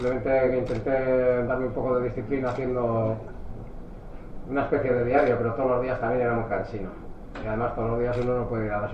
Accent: Galicia, Spain; born there; aunque soy gallego de nacimiento, lo veo un poco desde el punto de vista vasco.

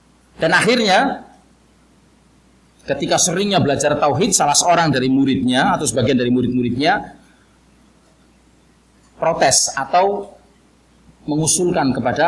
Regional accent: Java, Indonesia; Mungkin karena saya ini orang Jawa, banyak istilah yang saya keluarkan dengan ya kan istilah-istilah Jawa.

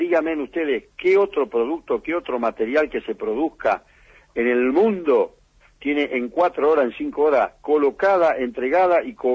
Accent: Lomas de Zamora, Buenos Aires Province, Argentina; Nací, me crié y vivo en Lomas de Zamora.

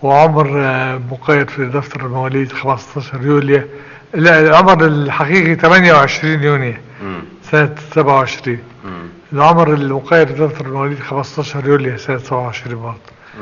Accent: Ghazala, Sharqia Governorate, Egypt; هذا الموضع هو غزالة.

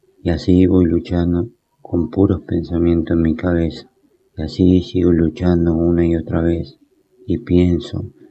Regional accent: Fuerte Apache, Buenos Aires Province, Argentina; Soy escritor, soy de Fortapacha.

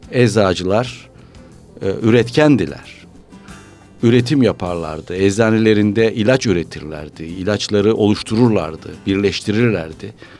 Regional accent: Bitlis, Bitlis Province, Turkey; born there; 1949 yılında Bitlis'te doğdum.

